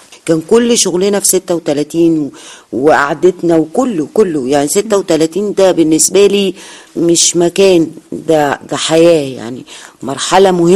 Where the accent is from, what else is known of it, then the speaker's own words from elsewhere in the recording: Abuksah, Faiyum Governorate, Egypt; بص، أنا من قرية جوه الفيوم، القرية اسمها قرية أبوكسة